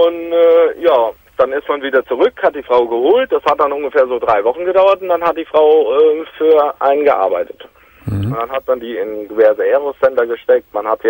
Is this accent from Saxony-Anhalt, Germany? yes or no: no; Hesse, Germany; ich komme so aus dem Großraum Frankfurt am Main.